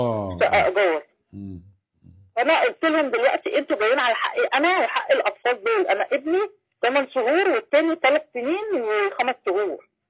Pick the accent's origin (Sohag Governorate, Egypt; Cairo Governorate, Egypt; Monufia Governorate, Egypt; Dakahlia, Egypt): Cairo Governorate, Egypt; Cairo; لا في مدينة، انا من القاهرة